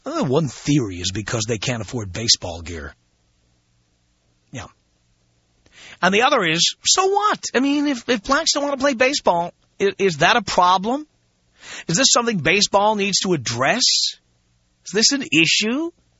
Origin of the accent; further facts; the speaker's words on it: New York City, New York, United States; By the way, I grew up in the South Bronx.